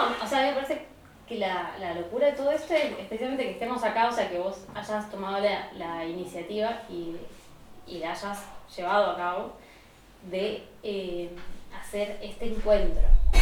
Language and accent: Spanish; Mendoza, Argentina; vengo de Mendoza, otra ciudad, visito a mi familia, discuto y vengo acá